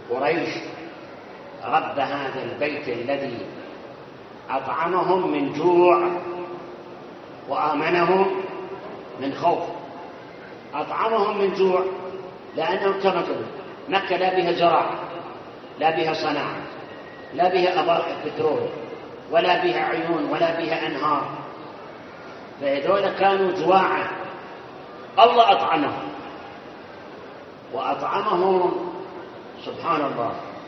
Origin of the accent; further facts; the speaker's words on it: Karbala, Karbala Governorate, Iraq; moved away; أنا أتذكر يوم 1971 يوم اللي احنا هربنا من كربلاء